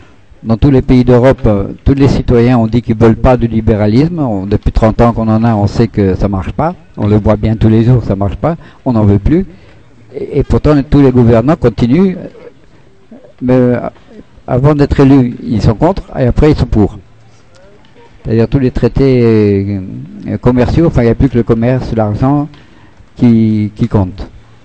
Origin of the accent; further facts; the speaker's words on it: France; Ah oui, alors, moi naturellement, comme je suis français